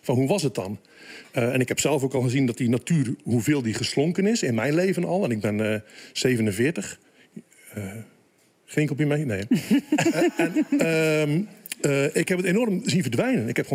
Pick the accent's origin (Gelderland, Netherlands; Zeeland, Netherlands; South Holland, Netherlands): Zeeland, Netherlands; Axel; Ik kom uit Axel.